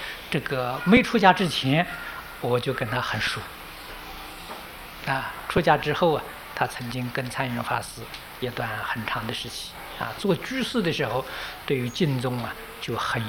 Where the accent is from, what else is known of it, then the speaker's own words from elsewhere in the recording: China; 比我们中国人著述的要多得多了啊